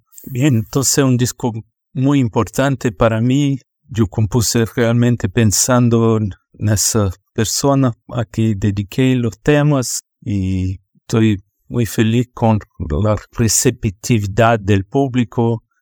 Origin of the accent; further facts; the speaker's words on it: São Paulo, Brazil; now in Germany; Yo soy bajista de Brasil, de São Paulo, pero vivo en Alemania hace 29 años